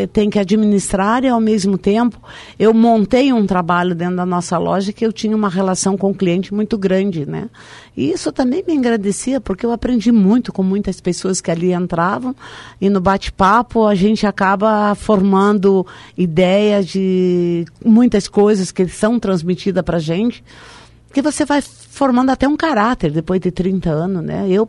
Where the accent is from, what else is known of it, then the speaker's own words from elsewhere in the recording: Três Passos, Rio Grande do Sul, Brazil; now in Foz do Iguaçu, Brazil; Nasci em Três Passos, Rio Grande do Sul, sou gaúcha.